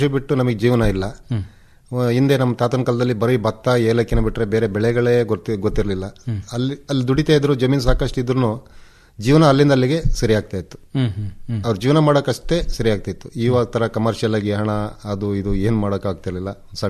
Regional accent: Halligadde, Karnataka, India; ನಾವು ಮೂಲತಃ ಕೃಷಿ ಕುಟುಂಬದಿಂದ ಬಂದವರು. ನನ್ನ ಊರು ಹಳ್ಳಿಗದ್ದೆ ಅಂತ, ಐಗೂರು ಗ್ರಾಮ, ಸಕಲೇಶಪುರ ತಾಲೂಕಲ್ಲಿದೆ. ಸಕಲೇಶಪುರದಿಂದ ಒಂದು 30 ಕಿಲೋಮೀಟರ್ ದೂರ, ಅಂದರೆ ಹತ್ರ ಕೊಡಗಿಗೂ ನಮ್ಮ ಹಾಸನ ಜಿಲ್ಲೆಗೂ ಬಾರ್ಡ್ರು, ಒಂದು 10 ಕಿಲೋಮೀಟರ್ ಬಾರ್ಡ್ರಲ್ಲಿ ನಮ್ಮ ಗ್ರಾಮ ಬರುತ್ತೆ.

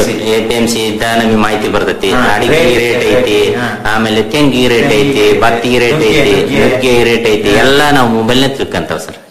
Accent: Karnataka, India; ನಮ್ಮೂರಲ್ಲಿ ದಾವಣಗೆರೆ ತಾಲೂಕು ಲಾಸ್ಟ್ ಊರ ಸರ್ ನಮ್ದು.

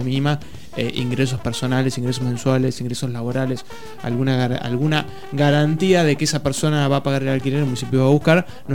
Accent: La Plata, Buenos Aires Province, Argentina; Nosotros somos platenses y nos gustan todos estos chumeríos.

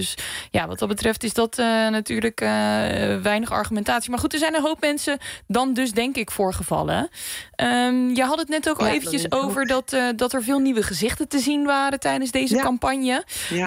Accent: Rotterdam, South Holland, Netherlands; Ik kom uit Rotterdam

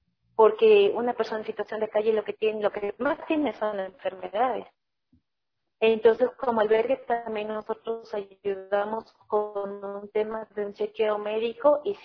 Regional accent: Ecuador; Como país, la pandemia, nosotros como ecuatorianos realmente nos ha dejado grandes lecciones de vida.

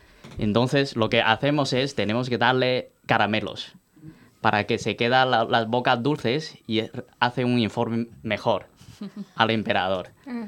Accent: Beijing, China; yo soy de Pekín. Puedo decir para la gente de Pekín.

